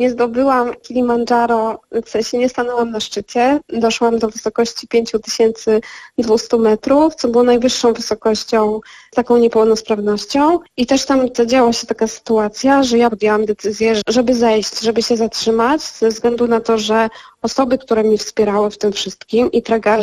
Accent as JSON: {"language": "Polish", "town": "Zakopane", "region": "Lesser Poland", "country": "Poland", "tie": "born or raised there", "said": "ja wychowałam się i urodziłam się w Zakopanem i od małego pamiętam, jak rodzice wyciągali mnie i mojego brata w góry"}